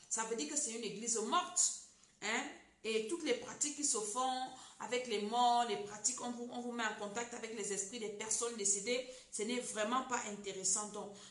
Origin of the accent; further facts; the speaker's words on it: Cameroon; Parce que ça t'annonce les couleurs, comme on dit chez nous au Cameroun.